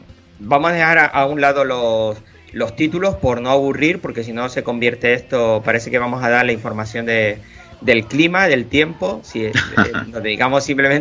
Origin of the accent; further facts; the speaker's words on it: Canary Islands, Spain; yo soy casi del sur porque tú sabes que aunque soy políticamente español, las islas donde yo vivo están al lado de África y también somos una colonia española.